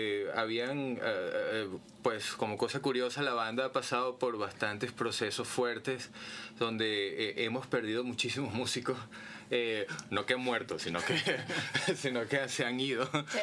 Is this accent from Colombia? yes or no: no; Caracas, Capital District, Venezuela; moved away; soy justamente de Caracas, salí hace muchísimos años, 20 años exactamente